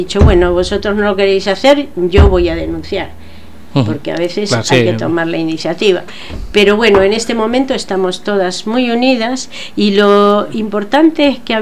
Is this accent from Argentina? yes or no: yes; Argentina; now in Spain; porque yo, como os habéis dado cuenta, soy argentina, ¿no? Entonces, en Argentina los sindicatos eran, y en mi época, eran mucho peores.